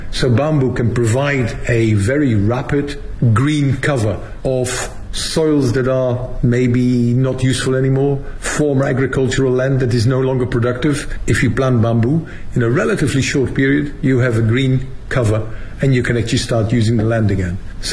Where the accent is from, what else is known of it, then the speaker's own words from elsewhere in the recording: Netherlands; English is a second language; now in Beijing, China; I'm actually from the Netherlands originally, but I'm currently the Director General of the International Bamboo and Rattan Organization, based here in Beijing, in China.